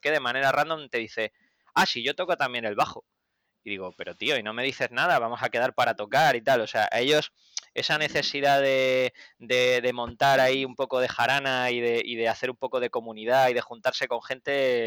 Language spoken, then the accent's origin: Spanish; Andalusia, Spain; now in United Kingdom; eso es una cosa que he mantenido desde mi infancia como andaluz